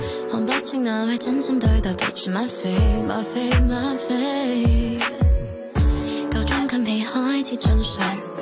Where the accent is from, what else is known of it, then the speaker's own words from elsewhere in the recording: Tuen Mun, New Territories, Hong Kong; 譬如我都係屯門人